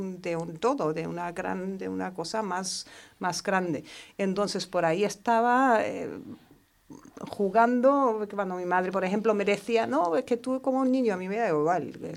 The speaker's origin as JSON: {"language": "Spanish", "country": "Germany", "second_language": "Spanish", "said": "siendo alemana que soy, pues yo creo que, no sé, por la forma de educación, tal vez en Alemania no estaba tan consciente del problema que todavía existe"}